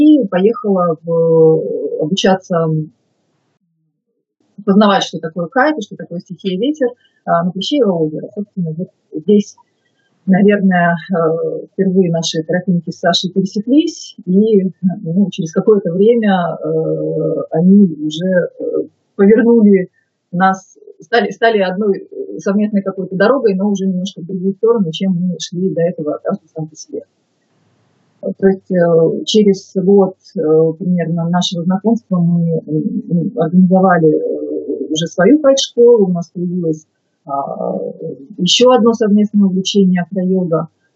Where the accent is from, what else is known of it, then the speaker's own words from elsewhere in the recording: Yekaterinburg, Sverdlovsk Oblast, Russia; moved away as an adult; also born or lived in Moscow; Я сама родом с Урала, в Екатеринбурге родилась, училась, закончила здесь школу, университет. И в 98 году я уехала в Москву